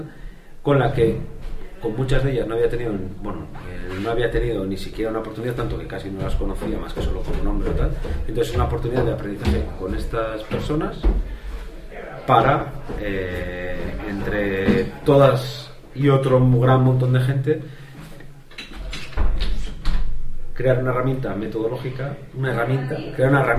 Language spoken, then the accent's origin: Spanish; Bilbao, Basque Country, Spain; vengo de Bilbao